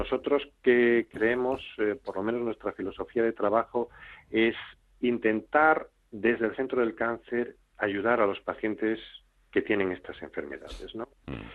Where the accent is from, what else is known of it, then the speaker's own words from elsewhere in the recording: Asturias, Spain; moved away as an adult; also born or lived in United States; now in Salamanca, Spain; Yo, yo soy asturiano, hice mi entrenamiento en Estados Unidos